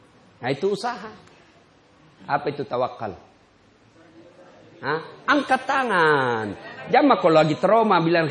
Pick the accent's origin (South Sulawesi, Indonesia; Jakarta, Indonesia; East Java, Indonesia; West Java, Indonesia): South Sulawesi, Indonesia; Pinrang; Pertama kali saya pindah dari kampung saya di Pindrang. Pindah ke Makassar SMA.